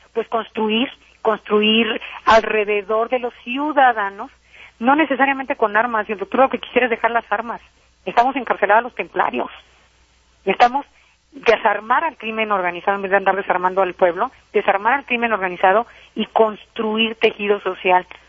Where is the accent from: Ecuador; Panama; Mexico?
Mexico; Michoacán; Yo soy michoacana.